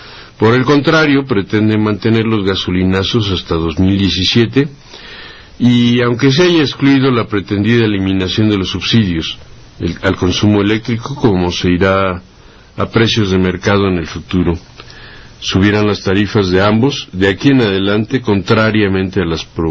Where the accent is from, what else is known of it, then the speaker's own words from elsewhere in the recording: Mexico; para que nos vayamos acostumbrando al papel que nos corresponderá como mexicanos